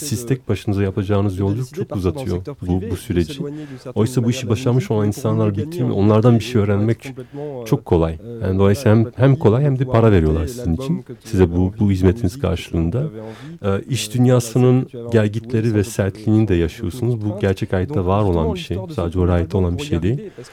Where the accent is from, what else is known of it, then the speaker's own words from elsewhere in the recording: Belgium; Belçika'da doğup büyüdüm ve Fransızcaki sohbette ben belirtmiş olduğum gibi ben bir Türk mahallesinde büyümedim. İtalyanların, daha doğrusu Sicilyalıların, İspanyolların, Belçikalıların olduğu bir mahallede büyüdüm.